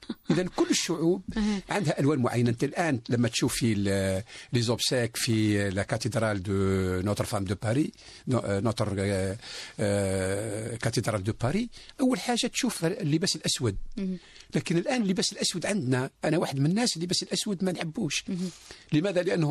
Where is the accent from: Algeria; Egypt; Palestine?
Algeria; بالنسبة إلينا كجزائريين